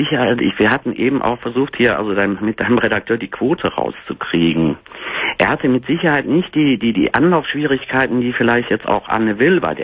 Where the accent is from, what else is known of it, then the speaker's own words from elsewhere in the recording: Cologne, North Rhine-Westphalia, Germany; now in Berlin, Germany; Nee, ich wohne in Berlin. Ich bin aus Köln, aber bin vor 12 Jahren hier nach Berlin gezogen.